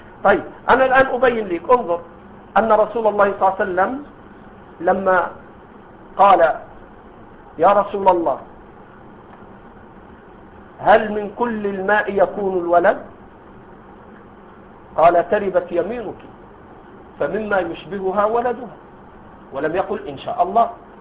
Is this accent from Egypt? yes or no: yes; Egypt; هذا عندنا في مصر موجود، ما أدري عندكم